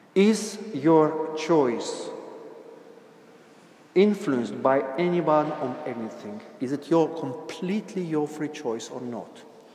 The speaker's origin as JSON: {"language": "English", "country": "Russia", "tie": "born or raised there", "second_language": "English", "said": "I was brought up in Soviet Union"}